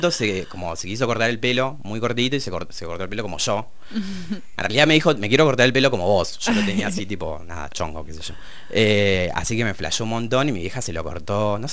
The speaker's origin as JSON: {"language": "Spanish", "town": "Punta Alta", "region": "Buenos Aires Province", "country": "Argentina", "moved": "as an adult", "lives_now": "La Plata, Argentina", "said": "soy de Punta Alta, que queda como al sur de la provincia, muy lejos, una ciudad de militares. Vivo en La Plata hace un par de años, hace como 7 años ya, vine a estudiar cine acá."}